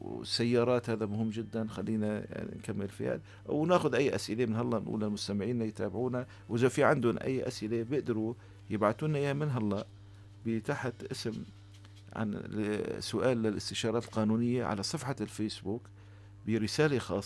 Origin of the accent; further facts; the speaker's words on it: Syria; now in Turkey; يعني هلا أنا بقدر أطلع دفتر عائلة تركي؟ ما بقدر كسوري.